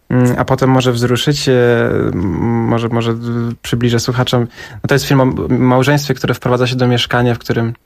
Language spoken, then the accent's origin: Polish; Gdańsk, Pomeranian Voivodeship, Poland; Tak, ja jestem z Gdańska